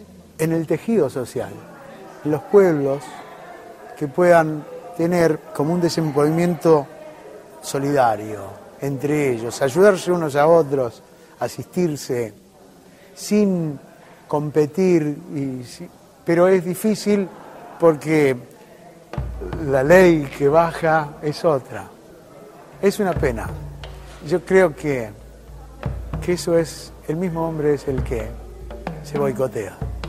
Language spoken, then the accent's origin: Spanish; Argentina; soy un músico argentino